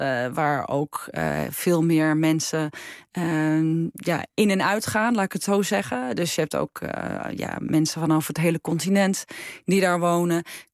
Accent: Netherlands; En ik denk dat het ook wel hielp dat we uit Nederland kwamen.

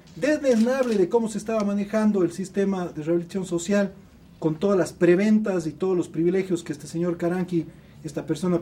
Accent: Ecuador; no la podemos tolerar como ecuatorianos

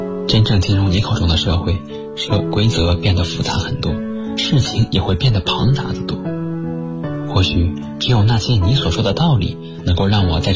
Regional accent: Taiyuan, Shanxi, China; now in Nanjing, China; 来自山西太原，现在在南京大学，距离我的家乡1078公里。

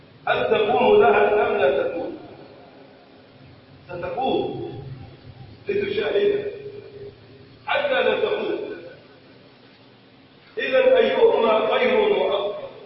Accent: Egypt; اللهم ارفع عن بلدنا مصر الغلاء والبلاء والوباء

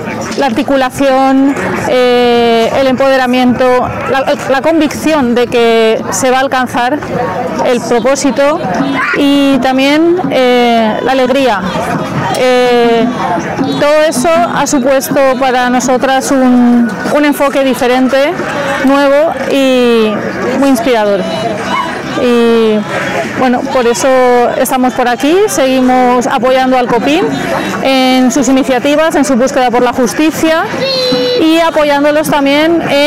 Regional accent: Valencia, Valencian Community, Spain; yo vengo desde Valencia, en el Estado español. Soy parte de una organización pequeña valenciana que se llama Periferies.

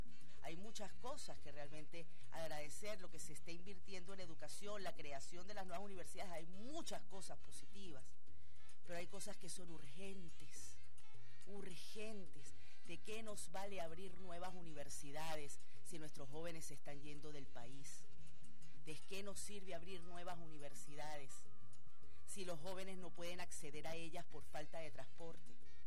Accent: Venezuela; como una venezolana

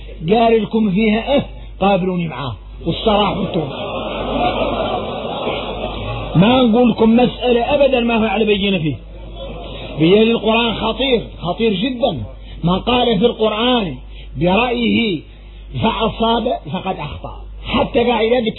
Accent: Mauritania; يا غير احنا موريتاني فينا واحدين اولاد الخيام الكبارات

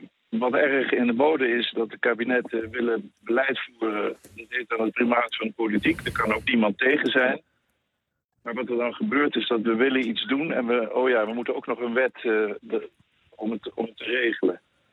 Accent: Netherlands; Dus als wij als Nederlanders een à la carte Tweede Kamer willen hebben met heel veel verschillende smaken en identiteiten

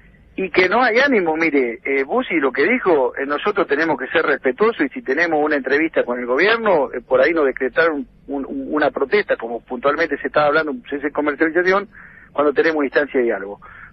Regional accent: Argentina; como argentino me duele enormemente

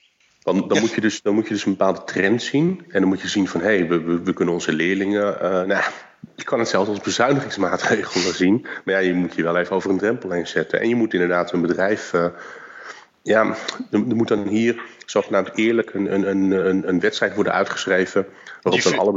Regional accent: South Korea; Ja, ik kom natuurlijk uit Korea.

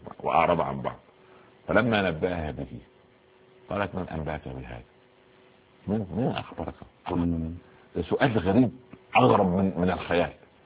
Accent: Upper Egypt, Egypt; عندنا في الصعيد يعني غرفه داخل غرفه

